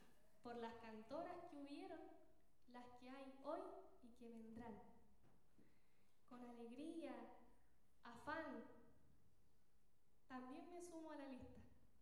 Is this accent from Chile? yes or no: yes; Chile; soy payadora, guitarronera chilena